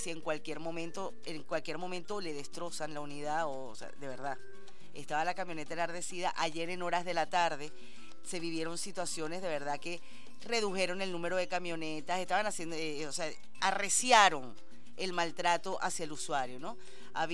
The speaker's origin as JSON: {"language": "Spanish", "country": "Venezuela", "said": "todos somos venezolanos"}